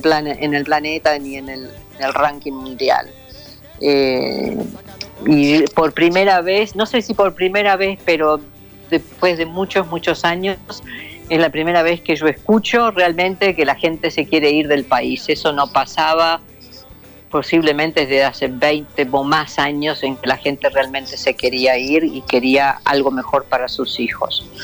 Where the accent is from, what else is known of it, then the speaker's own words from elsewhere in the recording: Argentina; born there; nací en la Argentina, nadie me dice nada